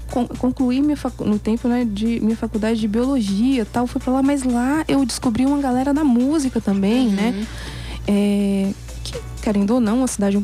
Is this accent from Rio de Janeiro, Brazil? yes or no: no; Juvenília, Minas Gerais, Brazil; born there; Porque Carinhanha é ali pertinho da cidade onde eu nasci. Cidade que eu sou natural, Juvenilha.